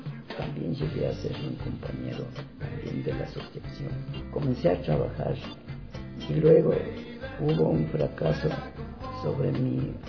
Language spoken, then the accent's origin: Spanish; Riobamba, Chimborazo, Ecuador; now in Quito, Ecuador; Señorita, yo soy de la provincia del Chimborazo, Riobamba.